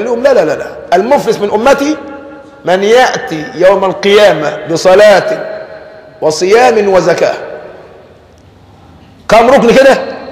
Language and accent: Arabic; Egypt; ولذلك عندنا كمصريين دمنا خفيف